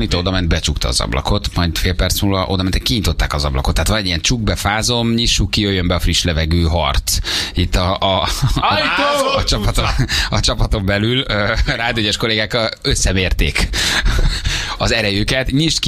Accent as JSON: {"language": "Hungarian", "country": "Hungary", "lives_now": "Germany", "said": "amikor megmondtuk, hogy magyarok vagyunk"}